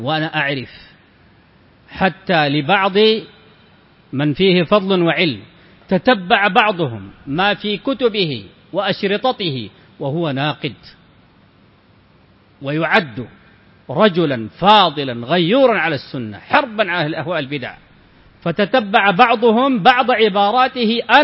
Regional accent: Sudan; موجود عندنا في السودان

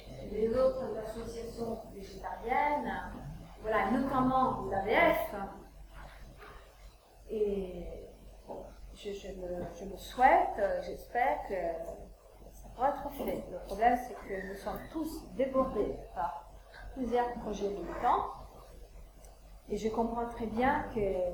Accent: Italy; French is a second language; moi, je suis italienne, donc je peux un petit peu faire la comparaison entre la France et l'Italie.

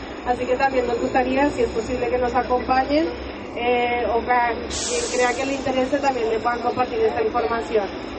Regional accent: Colombia; moved away; yo soy una migrante colombiana. Vivo acá hace 11 años.

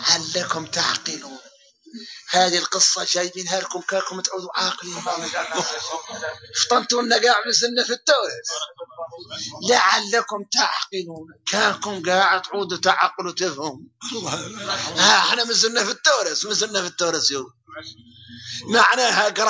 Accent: Mauritania; شوفوا احنا موريتاني الحمد لله

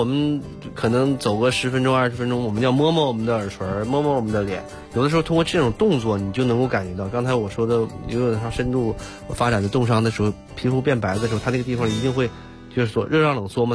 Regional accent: Northeast China, China; 你比如说我小的时候这个又在东北长大

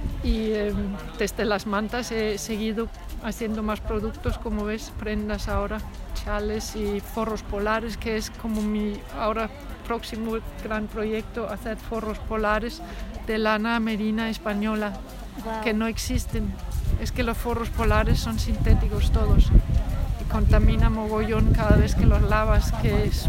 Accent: Denmark; Spanish is a second language; moved away as an adult; now in Cuacos de Yuste, Spain; Vivo y trabajo en Cuacos de Yuste, en La Vera, a una hora de aquí de Baños de Montemayor, y soy danesa. Hice carrera de diseño en Dinamarca hace ya muchos años, y desde entonces vivo y trabajo en España

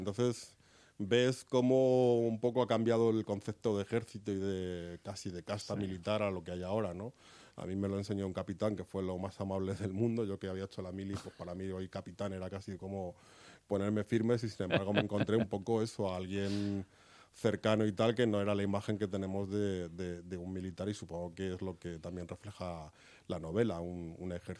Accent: Madrid, Community of Madrid, Spain; Yo soy madrileño, tengo 45 años, llevo aquí toda la vida

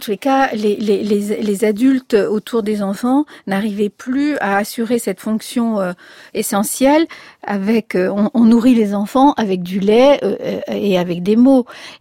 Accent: France; also born or lived in Spain; quand moi j'ai quitté l'Espagne pour venir en France, j'avais 9 mois

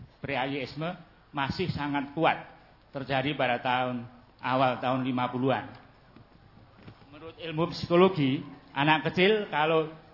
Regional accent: Surakarta, Central Java, Indonesia; born there; umur 66 tahun, lahir di Solo dan tinggal di Noto Sumen.

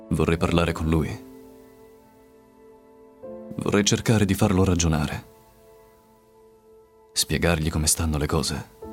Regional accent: Catania, Sicily, Italy; now in Rome, Italy; Di Catania, vengo da Catania ma vivo a Roma da 2 anni.

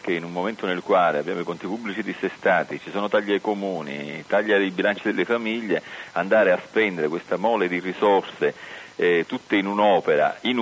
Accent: Sicily, Italy; Noi da siciliani, ad esempio, crediamo che ci troviamo con una rete ferroviaria assolutamente disastrata

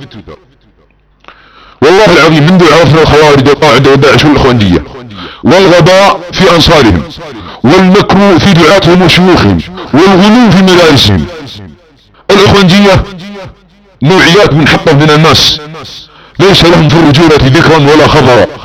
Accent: Saudi Arabia; تتدخل في امور بلادنا السعوديه

